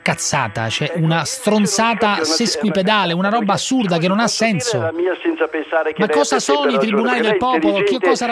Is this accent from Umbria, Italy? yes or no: yes; Umbria, Italy; Io non sono marchigiano, sono umbro.